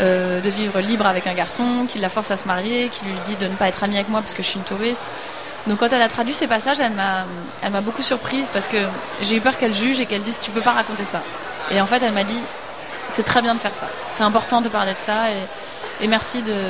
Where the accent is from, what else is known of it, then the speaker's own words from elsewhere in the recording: Paris, Île-de-France, France; c'était très compliqué de la conseiller en tant que petite Parisienne